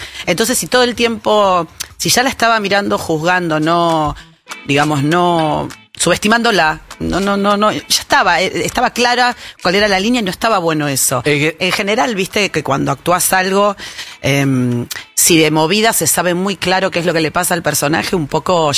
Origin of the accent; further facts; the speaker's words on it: Buenos Aires, Argentina; No sé, somos un poco del mismo pueblo, decimos nosotras. Somos las dos de Flores.